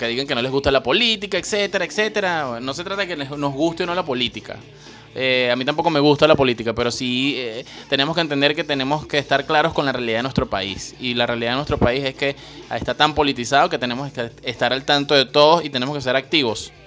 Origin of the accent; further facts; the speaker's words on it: Venezuela; Bueno, yo no, pero pues soy venezolano.